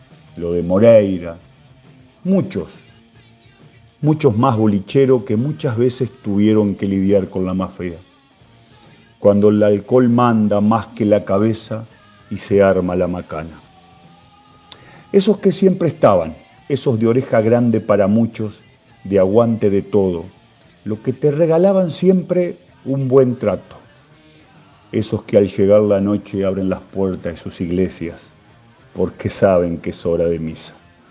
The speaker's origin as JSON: {"language": "Spanish", "town": "Guichón", "region": "Paysandú", "country": "Uruguay", "tie": "born or raised there", "said": "brindo por ellos y por mi viejo, que también supo ser bolichero. Salud a los boliches y bolicheros de mi pueblo, Guichón."}